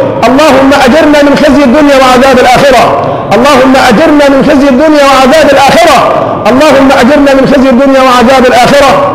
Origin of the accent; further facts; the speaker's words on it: Egypt; اللهم حول حالنا كمصريين إلى أحسن حال